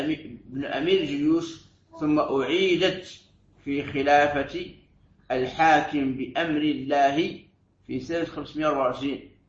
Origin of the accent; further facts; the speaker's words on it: Algeria; وعندنا في الجزائر يسميها وعدة